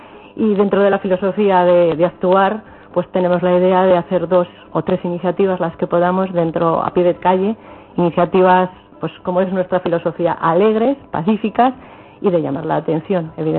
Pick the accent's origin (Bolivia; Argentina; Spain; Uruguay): Spain; Aragon; Sí, de Aragón. Creo que somos una de las comitivas, por decirlo